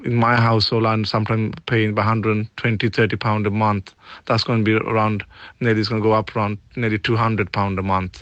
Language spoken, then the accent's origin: English; Tower Hamlets, London, United Kingdom; I'm from Tower Hamlets.